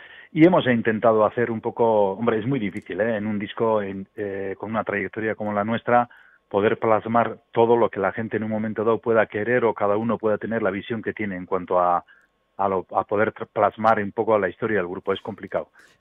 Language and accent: Spanish; Basque Country, Spain; first language Basque; Spanish is a second language; al principio cantábamos todo en euskera porque es mi idioma materno